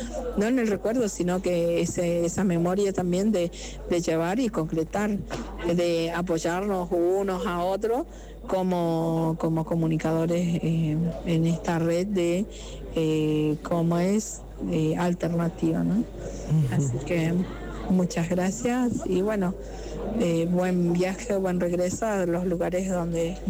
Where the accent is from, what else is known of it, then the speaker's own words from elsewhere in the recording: Pampa del Indio, Chaco, Argentina; soy oriunda de Pampa del Indio, Chaco, Argentina.